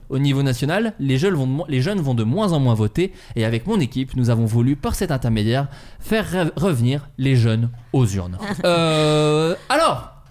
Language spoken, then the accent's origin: French; Autun, Bourgogne-Franche-Comté, France; On parle souvent de la ville d'où je viens. Je viens d'Autun.